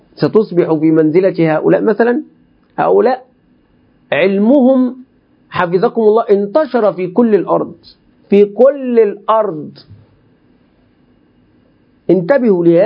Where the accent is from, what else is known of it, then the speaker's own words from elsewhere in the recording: Egypt; الخوارج عندنا في مصر، الخوارج عندنا في مصر يقولون هذا منذ قديم